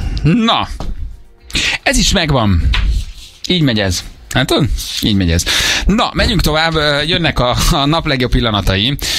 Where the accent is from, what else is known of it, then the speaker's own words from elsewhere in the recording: Budapest, Hungary; Egy kicsit Akvinkum is vagyok. Hát harmadik kerület egyébként tényleg, szóval az így van.